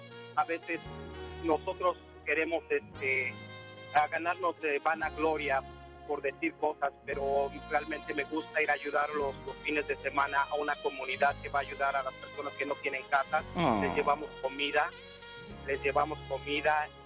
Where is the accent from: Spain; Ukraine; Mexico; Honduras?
Mexico; Puebla; Soy de Puebla. Soy orgullosamente poblano y nunca voy a negar mi tierra. Desgraciadamente no podemos regresar por circunstancias de la vida